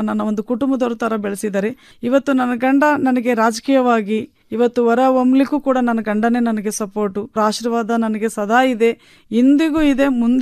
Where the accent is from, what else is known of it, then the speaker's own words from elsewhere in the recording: Betkaduru, Karnataka, India; ನನ್ನ ಬಾಲ್ಯ ಜೀವನ ಅಂತೂ ಬೆಟ್ಕಡೂರು ಗ್ರಾಮದಲ್ಲಿ ಪ್ರಾಥಮಿಕ ಶಾಲೆ, ನಂತರ ಹಿರಿಯ ಪ್ರಾಥಮಿಕ ಶಾಲೆ ತಾಳಿಕಟ್ಟೆ ಅಂತ, ಹೈಸ್ಕೂಲು ಚನ್ನಗಿರಿ ಅಂತ, PUC ಶಿವಮೊಗ್ಗ.